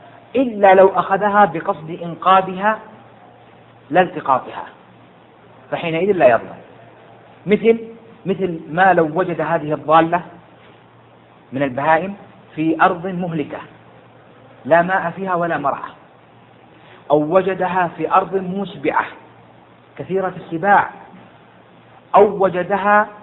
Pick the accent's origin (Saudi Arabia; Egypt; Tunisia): Saudi Arabia; Jeddah, Makkah Province; لو واحد سقطت منه عندنا هنا عندنا في السعودية في جدة الآن 20 ريال